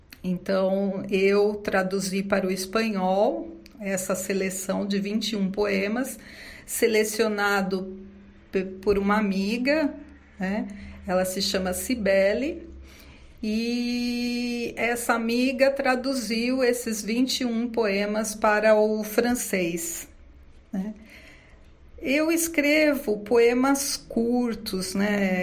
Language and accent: Portuguese; São Paulo, Brazil; nasci em São Paulo, capital. Sou filha de nordestinos, com muito orgulho. Meus pais eram baianos. Moro na zona leste dessa mega cidade desde que nasci.